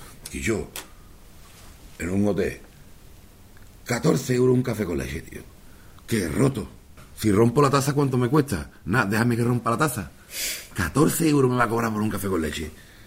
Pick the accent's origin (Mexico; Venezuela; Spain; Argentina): Spain; Seville, Andalusia; born there; moved away as an adult; now in Catalonia, Spain; Yo nací en Sevilla, cuando me vine a Cataluña, yo era un empleado de Telefónica